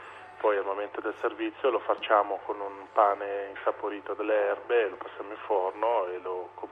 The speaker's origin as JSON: {"language": "Italian", "region": "Piedmont", "country": "Italy", "said": "Io ho avuto una formazione in Liguria, ho lavorato in Liguria, quindi sono anche piemontese, del Basso Piemonte"}